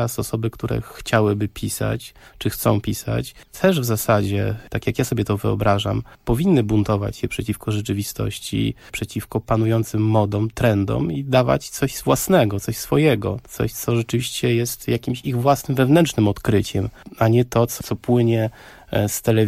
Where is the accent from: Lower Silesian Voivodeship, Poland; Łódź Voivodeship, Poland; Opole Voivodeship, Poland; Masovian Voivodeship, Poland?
Masovian Voivodeship, Poland; Warsaw; Ja jako osoba z Warszawy, wychowany tutaj na osiedlu za Żelazną Bramą, właściwie na nowo odkrywałem to miasto, chociaż jestem stąd